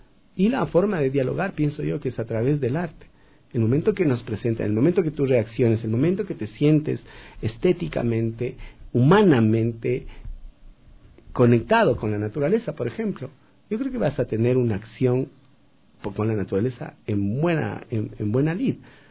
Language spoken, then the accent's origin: Spanish; Ecuador; te sientes mal siendo ecuatoriano, siendo de acá